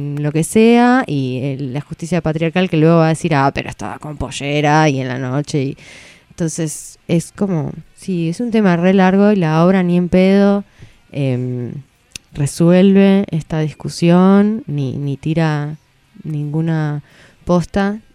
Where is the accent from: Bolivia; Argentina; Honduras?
Bolivia; Yo me crié en Bolivia yendo a escuelas privadas